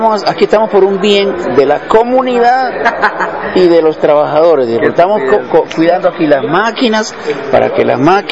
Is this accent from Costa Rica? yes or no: yes; Costa Rica; Y yo le digo, no, soy de Costa Rica, ¿no?